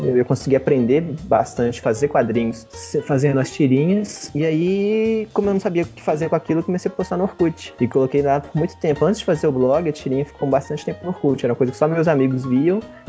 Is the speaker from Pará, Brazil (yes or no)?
no; Belo Horizonte, Minas Gerais, Brazil; que eu sou de Belo Horizonte mesmo, nasci e moro aqui.